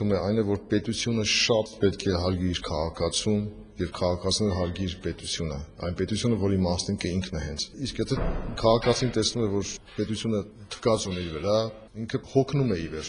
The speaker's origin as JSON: {"language": "Armenian", "town": "Gyumri", "region": "Shirak", "country": "Armenia", "moved": "as an adult", "lives_now": "Yerevan, Armenia", "said": "ես գյումրեցի եմ, աշխատել եմ Գյումրիի թատրոնում, հետո տեղափոխվել եմ Երևան համազգային թատրոն։"}